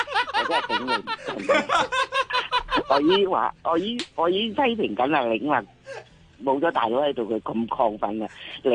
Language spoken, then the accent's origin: Cantonese; Hong Kong; 我都话，即系香港出世咧，土生土长七十年。